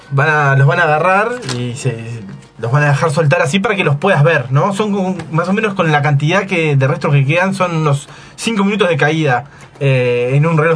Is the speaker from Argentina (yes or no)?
yes; Argentina; Así que somos argentinos, pero corredito, claro.